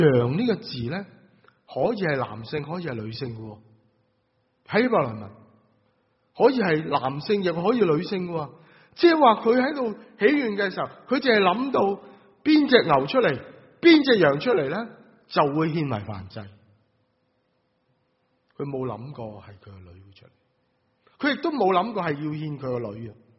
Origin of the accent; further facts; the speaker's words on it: Guangdong, China; 我们广东人说誓愿吃生菜